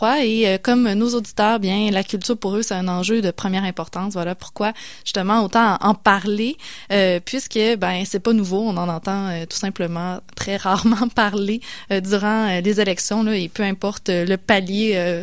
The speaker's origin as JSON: {"language": "French", "region": "Quebec", "country": "Canada", "said": "on peut peut-être, pour certains, se sentir moins concerné par les présentes élections en tant que Québécois"}